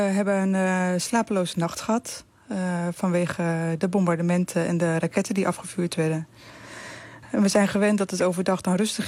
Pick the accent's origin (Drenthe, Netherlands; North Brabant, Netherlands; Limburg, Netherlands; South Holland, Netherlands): South Holland, Netherlands; Rotterdam; We komen uit Rotterdam.